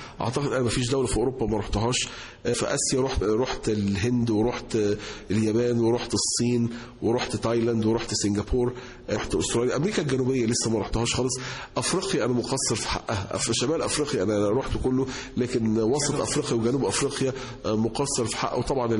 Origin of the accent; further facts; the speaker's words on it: Egypt; moved away as an adult; now in United States; انا اتربيت هنا في مصر، انا طالع من مصر وانا عندي 22 سنه او 21 سنه، فانا عشت 20 سنه من عمري في مصر، وبقيت بقى اكتر من 25 سنه يعني عايش بره في امريكا، ولكن يعني الجذور المصريه او الروتس المصريه ما زالت موجوده